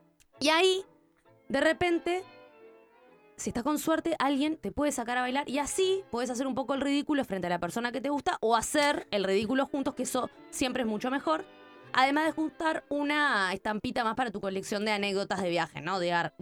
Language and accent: Spanish; Montevideo, Uruguay; Bueno, es para Montevideo. Capital. Yo soy capitalina, es del lugar que puedo hablar.